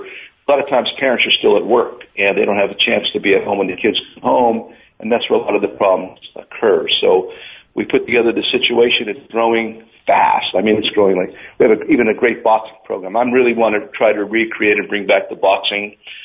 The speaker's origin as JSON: {"language": "English", "town": "Hazleton", "region": "Pennsylvania", "country": "United States", "tie": "born or raised there", "said": "That's in my hometown, where right now our hometown is 50% Hispanic. When I grew up, it was 0%."}